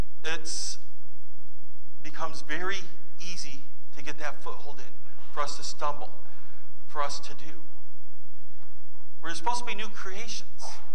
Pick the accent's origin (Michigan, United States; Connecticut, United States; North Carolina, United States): Michigan, United States; Holland; also born or lived in Grand Rapids; I grew up in Holland, in West Michigan, Holland, Grand Rapids, the areas I grew up in. Is a heavily Dutch Reformed background.